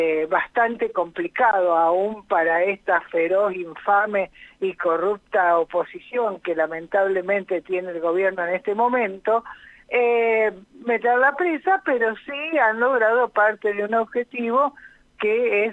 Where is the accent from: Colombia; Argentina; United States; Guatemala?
Argentina; Rosario, Santa Fe; yo soy de Rosario, aviso